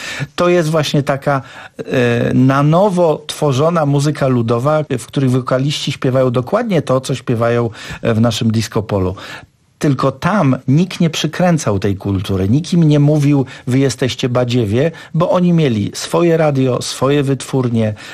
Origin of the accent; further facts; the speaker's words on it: Serbia; wychowałem się w Serbii